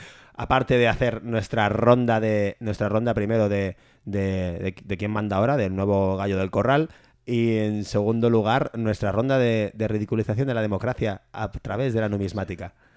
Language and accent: Spanish; Region of Murcia, Spain; Yo soy independentista murciano desde hace muchos años.